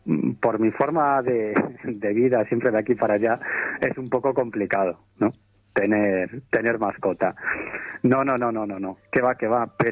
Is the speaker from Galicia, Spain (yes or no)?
yes; Galicia, Spain; Eso también tiene que ver con el carácter gallego, te lo digo porque yo soy gallego.